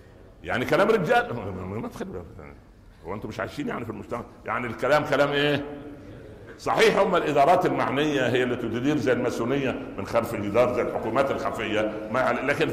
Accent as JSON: {"language": "Arabic", "region": "Upper Egypt", "country": "Egypt", "said": "في مثل عندنا في الصعيد زمان يقول الضرة مرة ولو كانت جرة"}